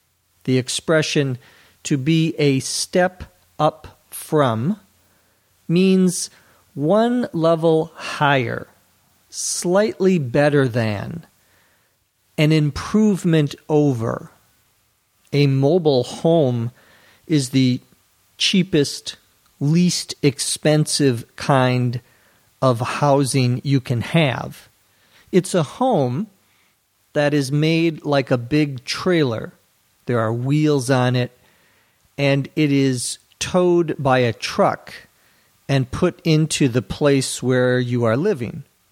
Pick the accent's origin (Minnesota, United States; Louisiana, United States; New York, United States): Minnesota, United States; Our house, when I was growing up in Minnesota, had a porch.